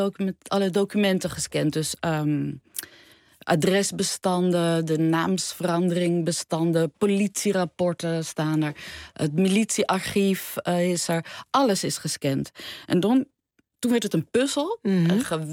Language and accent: Dutch; Amsterdam, North Holland, Netherlands; Nee, want ik voel me echt een Amsterdammer. Ja? Dus dat we al heel lang daar zijn.